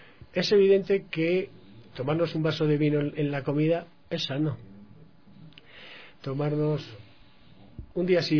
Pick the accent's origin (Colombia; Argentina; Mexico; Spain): Spain; Una de las cosas que yo veo en diferencia de mi país, yo soy español, y entonces los españoles bebemos mucho